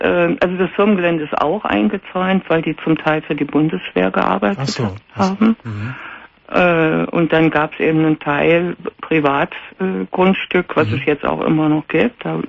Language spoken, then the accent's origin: German; East Germany, Germany; Also, ich habe eine 3 Jahre jüngere Schwester. Wir haben sehr viel zwangsläufig auch miteinander erlebt. Wir sind aus der DDR, wir haben uns auch geflohen zusammen mit Mutter und so weiter und so fort.